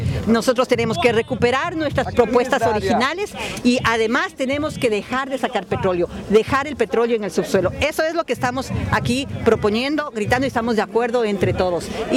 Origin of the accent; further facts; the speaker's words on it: Ecuador; vengo de Ecuador